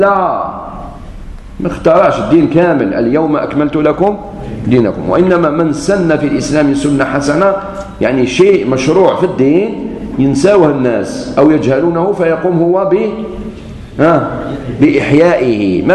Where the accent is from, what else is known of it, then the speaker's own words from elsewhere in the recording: Algeria; قلت له انا جزائري وش بيك